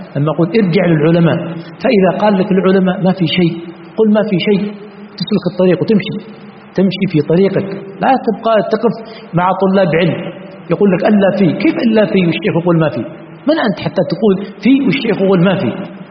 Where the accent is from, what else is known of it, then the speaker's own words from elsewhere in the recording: Yemen; فإذا قلت يعني سطر على الشمال، هذه كلمة عندنا في اليمن تعني أن ما في شيء